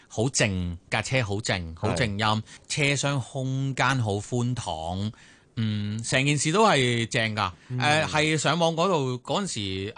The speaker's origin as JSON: {"language": "Cantonese", "country": "Hong Kong", "said": "類似一兩分鐘咁你知道我哋香港人㗎啦"}